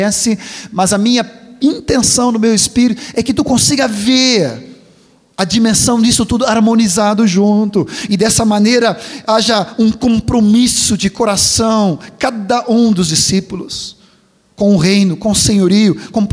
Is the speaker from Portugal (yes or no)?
no; Sweden; now in Brazil; como eu vim da Suécia, ainda sou sueco, mas eu não sou mais estrangeiro, eu sou brasileiro, sou gaúcho